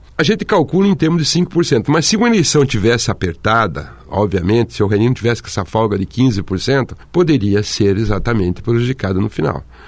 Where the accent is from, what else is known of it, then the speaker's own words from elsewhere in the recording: Santa Catarina, Brazil; now in Foz do Iguaçu, Brazil; Eu sou de Santa Catarina.